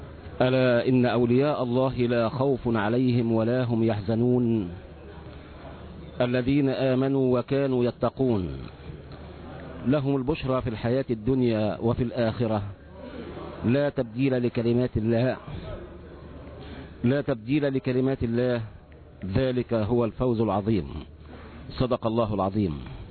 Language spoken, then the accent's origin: Arabic; Egypt; وبإذن الله سيكون المستقبل الزاهر في انتظارنا نحن أبناء مصر الأبية